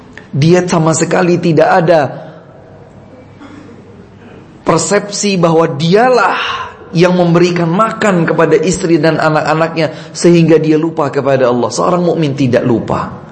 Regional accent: Java, Indonesia; Kalau kita orang Jawa bilang, kita ini dipretelin, diprotolin.

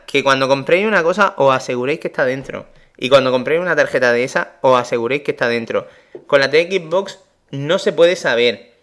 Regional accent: Murcia, Region of Murcia, Spain; Ya sabe que soy el de Murcia.

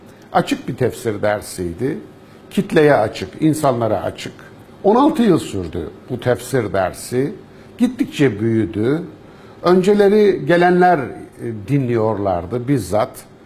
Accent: Kayseri, Turkey; born there; Kayseri'de doğdum. Türkiye'nin, Anadolu'nun ortasında, göbeğinde bir vilayet. Köklerim ta yüzyıllardan beri orada yaşamışlar.

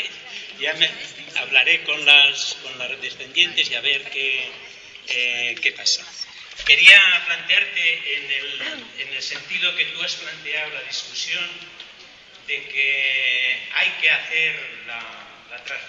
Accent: Zaragoza, Aragon, Spain; Me presento porque no soy de aquí. … vengo de Zaragoza.

